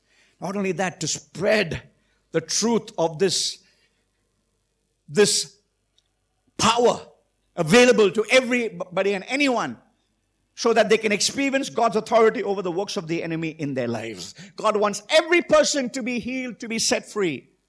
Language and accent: English; Mumbai, Maharashtra, India; I remember when I was growing up in Mumbai